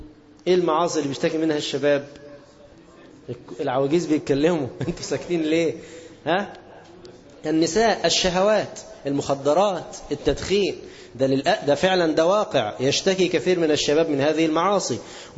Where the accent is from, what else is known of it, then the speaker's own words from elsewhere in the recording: Egypt; أيام الإنجليز ما كانوا عندنا في مصر